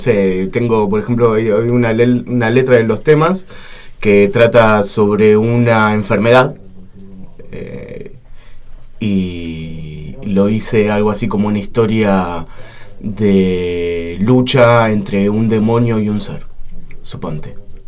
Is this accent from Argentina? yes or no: yes; Buenos Aires Province, Argentina; viví tiempo en Capital. Pero soy de Zona Sur, ahora estoy nuevamente en Zona